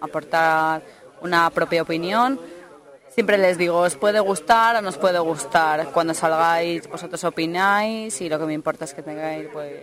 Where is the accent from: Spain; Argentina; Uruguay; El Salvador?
Spain; León, Castile and León; Y en cuanto yo soy de León